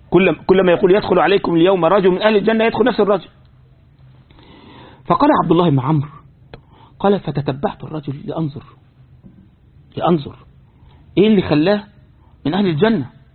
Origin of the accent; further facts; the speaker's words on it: Egypt; زي مرة من المرات عندنا في مصر، طبعا الحاجة دي مش لقاش هنا طبعا